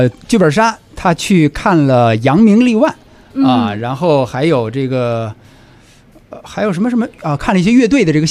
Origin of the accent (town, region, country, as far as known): Beijing, China